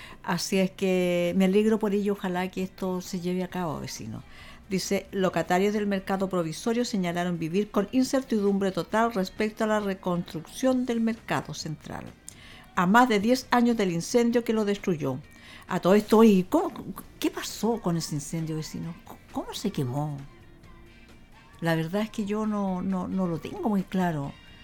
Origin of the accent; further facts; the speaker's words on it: Concepción, Biobío, Chile; todos nosotros que somos de aquí de Concepción